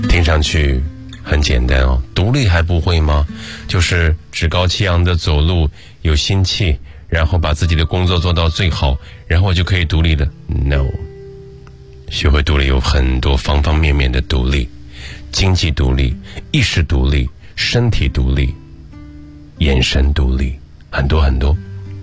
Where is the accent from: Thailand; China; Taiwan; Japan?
China; Shandong; now in Beijing, China; 我从小不在北京长大，我从小在山东长大。我来北京十几年了